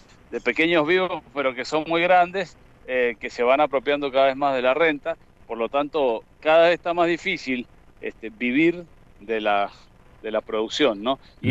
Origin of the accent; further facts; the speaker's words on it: Lavalle, Mendoza, Argentina; Yo soy del departamento de Lavalle.